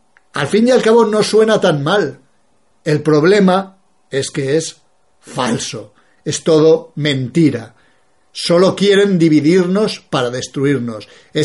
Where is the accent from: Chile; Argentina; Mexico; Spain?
Spain; soy nacionalista español